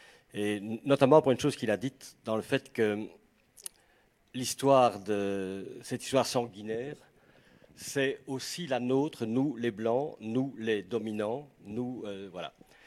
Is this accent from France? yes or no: no; Belgium; Et chez nous, en Belgique